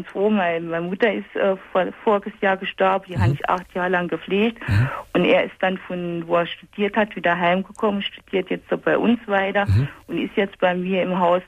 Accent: Saarland, Germany; Das ist bei uns im Saarland ist das sogar.

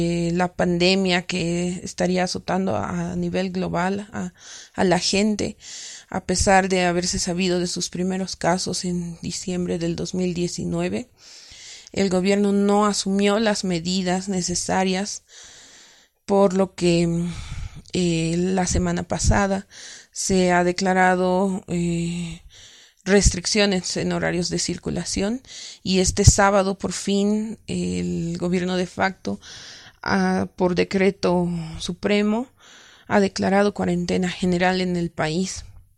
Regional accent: La Paz, Bolivia; soy de La Paz, Bolivia.

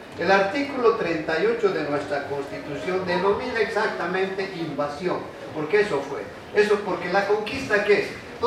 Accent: Bolivia; desde el punto de vista de un compatriota boliviano, el que venga a explicar algo de lo que se produce en mi país, pero en mi país no solamente es el vicepresidente

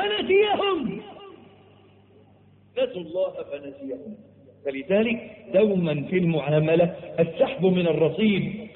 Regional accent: Egypt; عندنا في مصر معلش تلاقي الواد الميكانيكي

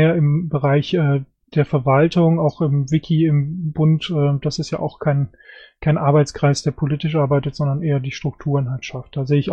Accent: Germany; Ich finde, dass wir als Deutsche eine besondere Verpflichtung haben, die Beziehung innerhalb Europas zu festigen und auch nach außen.

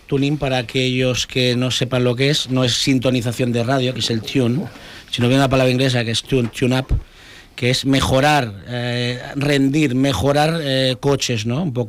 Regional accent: Spain; yo tengo mis principios y que ante todo soy español, primero

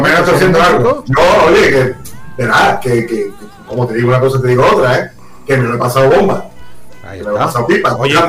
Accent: Fortuna, Region of Murcia, Spain; Yo soy un rockero de Fortuna. Yo me dedico a tocar la guitarra.

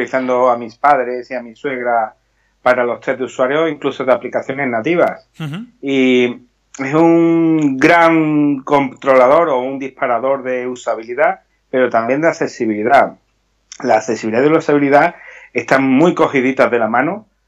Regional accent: Seville, Andalusia, Spain; Hombre, en mi tierra, yo soy sevillano

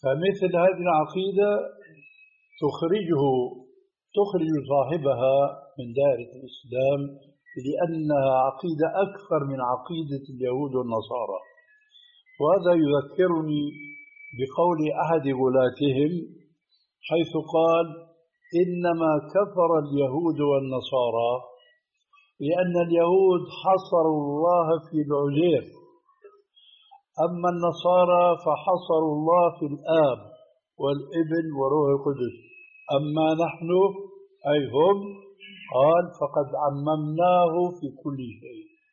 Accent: Syria

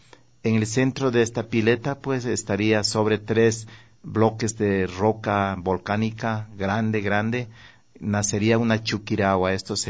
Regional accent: Guamote, Chimborazo, Ecuador; recuerdo yo los carnavales de mi tierra, los carnavales de Huamote, ese colorido, los danzantes y todo.

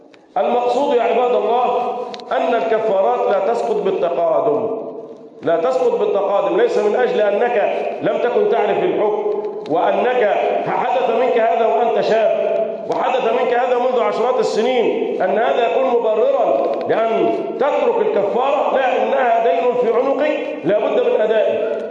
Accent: Egypt; اللهم احفظ بلدنا مصر

